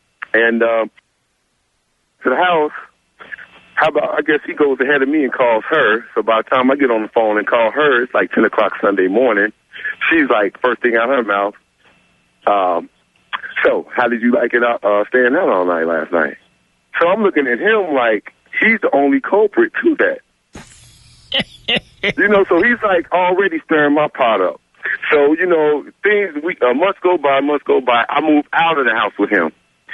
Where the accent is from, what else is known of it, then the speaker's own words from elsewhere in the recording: East Coast, United States; I'm 27, man. I'm from the East Coast. I just came over here to work and stuff, man.